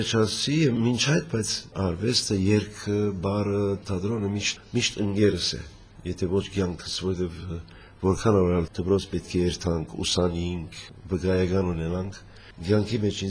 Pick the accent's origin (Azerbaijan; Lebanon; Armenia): Lebanon; also born or lived in Syria; Լիբանան ծնած եմ, սակայն մանկությանս մեկ մասը Սուրիա ապրած ենք